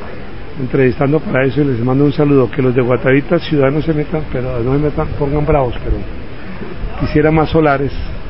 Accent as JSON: {"language": "Spanish", "region": "Bogotá", "country": "Colombia", "tie": "born there", "said": "yo nací en Bogotá, pero mi mamá es de Guatavita, o la vereda que se llama Guandita."}